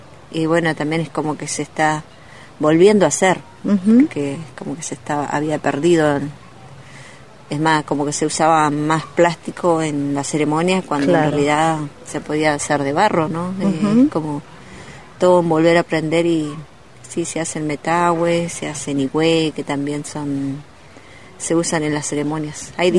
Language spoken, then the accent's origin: Spanish; Junín de los Andes, Neuquén, Argentina; De la provincia de Neuquén, Junín de los Andes, y la comunidad de donde vengo es a 28 kilómetros ahí de Junín, comunidad Painefilú. Si bien soy nacida en la Afkenche, en la zona de los lagos, Paimún, de ahí vengo.